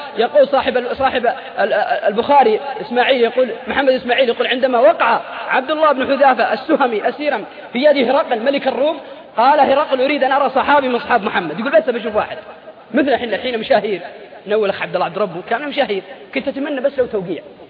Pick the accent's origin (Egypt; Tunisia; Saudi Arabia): Saudi Arabia; Al-Qassim; عندنا في القصيم انا رايت بعيني،